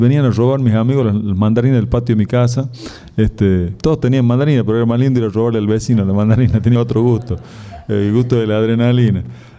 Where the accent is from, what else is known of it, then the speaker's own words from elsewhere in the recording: La Rioja, Argentina; yo soy de La Rioja, nacido en La Rioja capital, me crié allá en La Rioja, en el barrio Facundo Quiroga, uno de los barrios que en esa época era de la periferia de La Rioja. Estaba mi casa y detrás de mi casa una acequia de riego y algarrobales